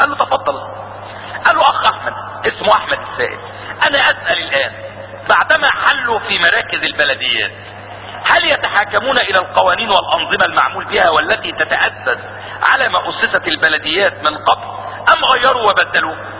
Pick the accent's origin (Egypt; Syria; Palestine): Syria; عندنا في سوريا